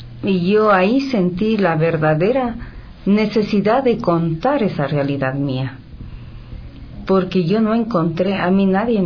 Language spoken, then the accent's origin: Spanish; Ecuador; solamente yo en ese DVD soy la única ecuatoriana.